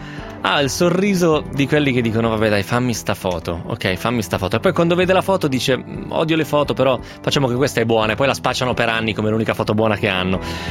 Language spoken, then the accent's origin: Italian; Piedmont, Italy; alle nostre parti bisa non esiste, nel Novarese, ma il Novarese è Piemonte finto.